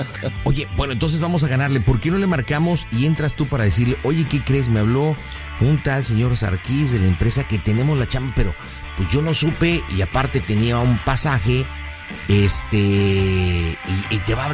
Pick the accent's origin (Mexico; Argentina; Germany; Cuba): Mexico; ¿Cómo somos los mexicanos? Somos mentirosos.